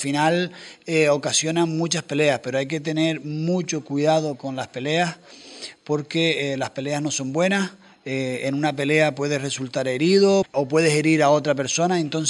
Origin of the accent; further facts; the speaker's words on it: Puerto del Carmen, Canary Islands, Spain; also born or lived in Arrecife; Arrecife, como nacemos prácticamente todos hoy en día, que nacemos en Arrecife, pero yo me crié en La Tiñosa, que es el pueblito pequeño en Puerto del Carmen.